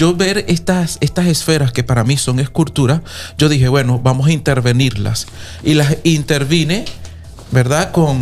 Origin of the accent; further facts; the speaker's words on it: Venezuela; now in Spain; siendo un artista venezolano, ganar un premio con otros artistas locales y también de otros países aquí en España